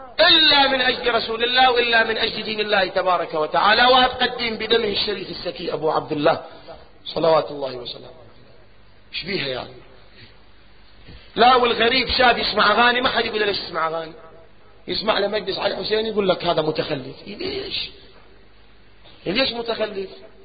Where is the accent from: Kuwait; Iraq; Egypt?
Iraq; قلت لك احنا عندنا بالعراق نار ويحملوها فد مشعل نار